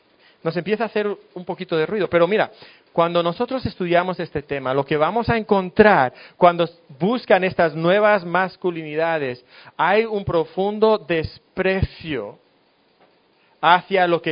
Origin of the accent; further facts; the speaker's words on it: Spain; now in Mexico; No sé si aquí en México, pero en España, de donde yo soy, dicen, está hecho un flan.